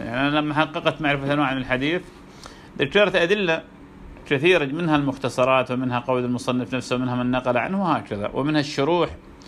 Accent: Iraq; كان عندنا في العراق دكتور

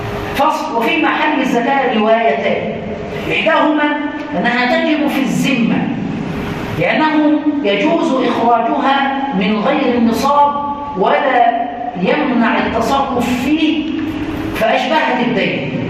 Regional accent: Upper Egypt, Egypt; يعني مثلا عندنا في الصعيد كله

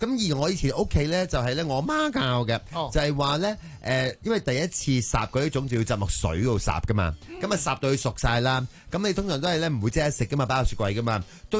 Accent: Chaozhou, Guangdong, China; 我來自潮州啊。

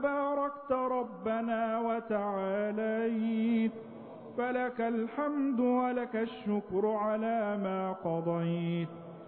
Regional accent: Egypt

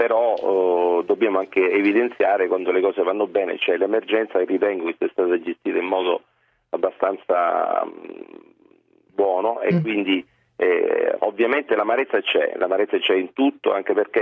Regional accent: Sardinia, Italy; soprattutto come sardo, come facente parte appunto di questa bellissima terra.

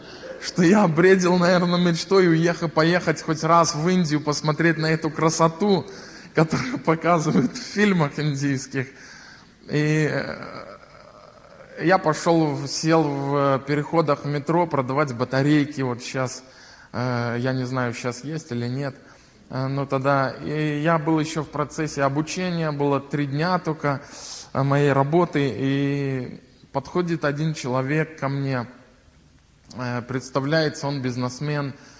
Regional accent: Klichaw, Mogilev Region, Belarus; Я сам родом из Могилевской области, маленького поселка Кличев, такой есть, это около 10 тысяч населения.

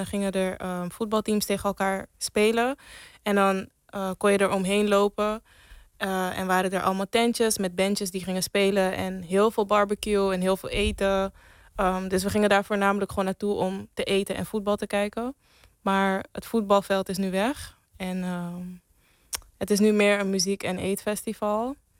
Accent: Amsterdam, North Holland, Netherlands; In Amsterdam Zuidoost.

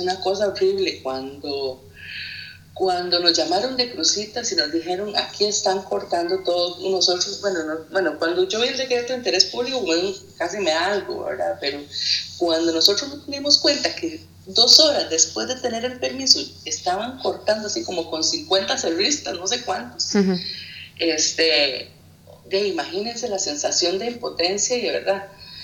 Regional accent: Costa Rica; tenía un 90% de rechazo aproximadamente en mi país

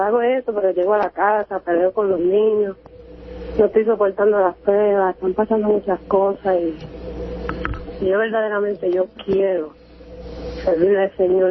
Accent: Providence, Rhode Island, United States; De Providence, Rhode Island.

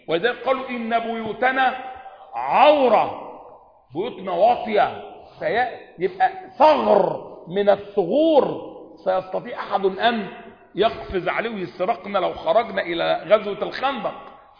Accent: Egypt; احنا عندنا كمان كمصريين قديما

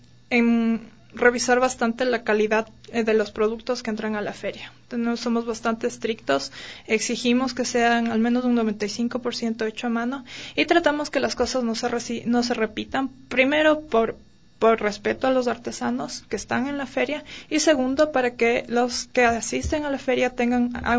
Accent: Ecuador; nosotros reflejamos lo que somos como ecuatorianos

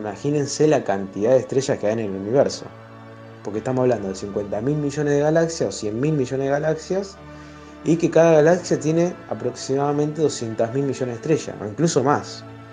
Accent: Rosario, Santa Fe, Argentina; acá de Rosario.

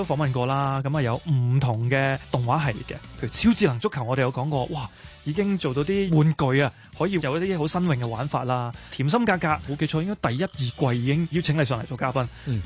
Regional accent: Hong Kong; 系啊，全部见到我哋香港人嘅名嗰下系好感动嘅

